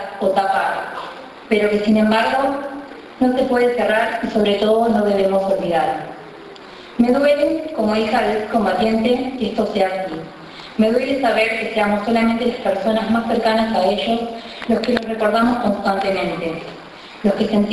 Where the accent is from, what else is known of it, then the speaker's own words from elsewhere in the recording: Argentina; Porque soy argentina y la siento argentina.